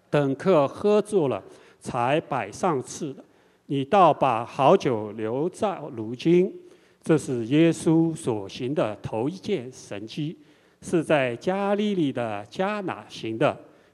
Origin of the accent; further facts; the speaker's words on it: China; 比我们中国人还要隆重一点